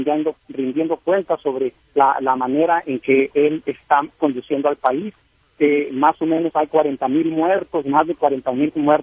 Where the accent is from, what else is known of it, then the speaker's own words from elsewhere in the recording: Mexico; now in Washington, United States; Y nosotros, aquí como mexicanos, estamos